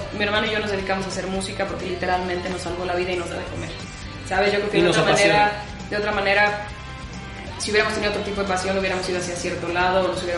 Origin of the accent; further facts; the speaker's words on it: Mexico City, Mexico; Crecimos y nacimos en la Ciudad de México.